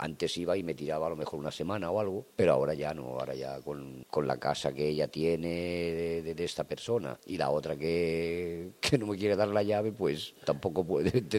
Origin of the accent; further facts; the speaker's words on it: Catalonia, Spain; born there; also born or lived in Jaén; Yo soy nacido en Cataluña, pero vivía en Jaén.